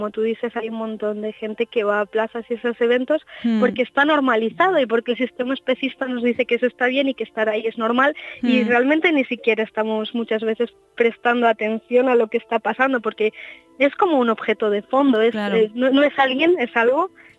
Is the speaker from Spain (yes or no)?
yes; Basque Country, Spain; Nosotros somos de Euskal Herria y queremos revisar nuestra cultura